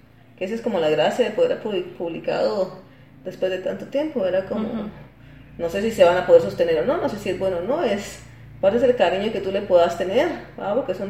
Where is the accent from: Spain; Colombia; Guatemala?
Guatemala; soy guatemalteca y que el haber nacido en este contexto, en este país, hija de un juez, de esta señora que era lectora